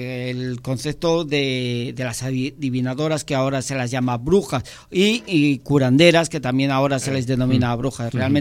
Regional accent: Luarca, Asturias, Spain; born there; yo nací en Luarca, en la calle, en la calle de la Fuente, justo enfrente de la Fuente, que además se llama la Fuente del Bruixo.

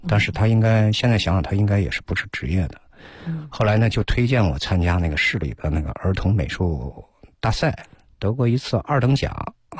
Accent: Henan, China; 我是河南的嘛，

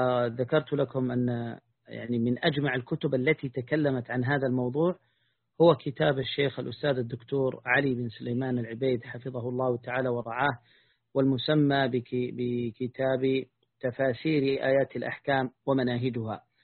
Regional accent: Taiz Governorate, Yemen; وأنا من قريتي، من مشارف جبال قريتي المشاولة، أرى حدود موزع، يعني فكأن بيننا وبينها قرابة 20 كيلا

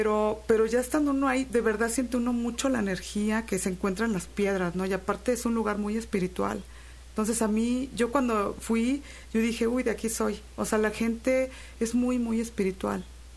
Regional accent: Xalapa, Veracruz, Mexico; Yo soy de aquí, de Jalapa.

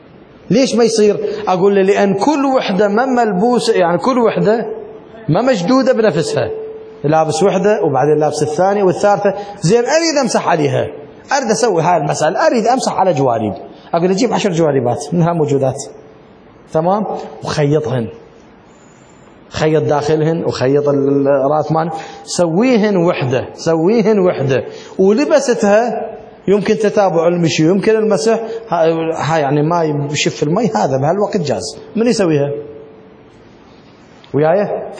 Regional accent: Iraq; ولكن عندنا بالعراق بي ولي وبي إشهار وبي مهر

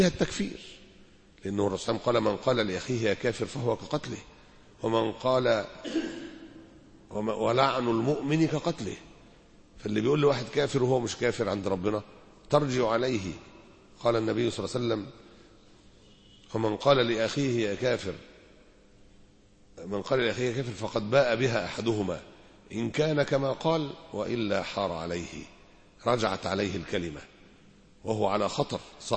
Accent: Alexandria, Alexandria Governorate, Egypt; احنا دلوقتي عندنا في اسكندرية

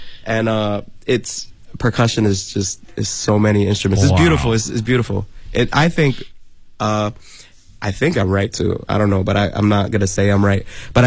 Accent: Bronx, New York, United States; And I mean, I was born and raised in the Bronx, so I grew up with hip hop and R&B.

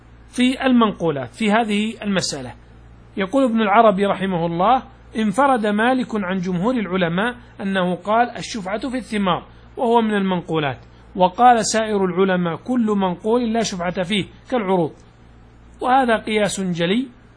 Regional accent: Najd, Saudi Arabia; تقلط عندنا في نجد معناها أنك تدخل البيت،

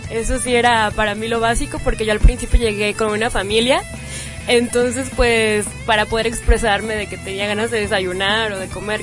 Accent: Mexico; De hecho, tienen un gran cariño hacia los mexicanos. Yo llegaba y me preguntaban, ¿y de dónde

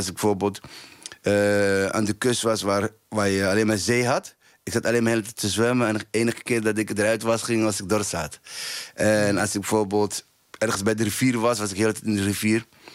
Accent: Somalia; now in Netherlands; Ja, kijk, ik kom uit Somalië. En op mijn 5e was oorlog begonnen.

